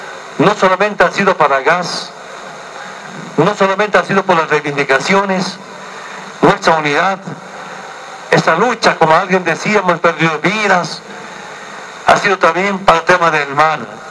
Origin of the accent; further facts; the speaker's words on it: Bolivia; Por eso es nuestro logro como pueblo boliviano